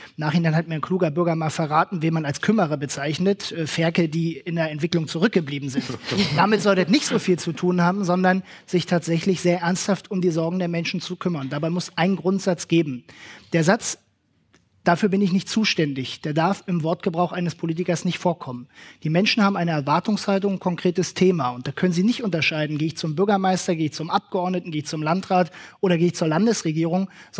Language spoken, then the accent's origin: German; Mecklenburg-Vorpommern, Germany; Ja, Sie haben in Berlin ganz, ganz andere Probleme als bei uns in Vorpommern.